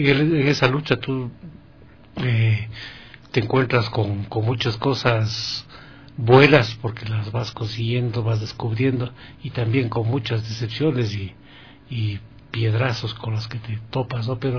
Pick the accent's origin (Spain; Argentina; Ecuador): Ecuador; Si nosotros como ecuatorianos no lo hacemos, ¿quién?